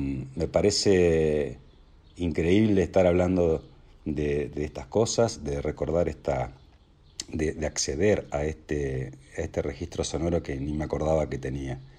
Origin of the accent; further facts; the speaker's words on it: Pergamino, Buenos Aires Province, Argentina; Cuando éramos chicos, ahí en Pergamino, donde las siestas eran sagradas para mi viejo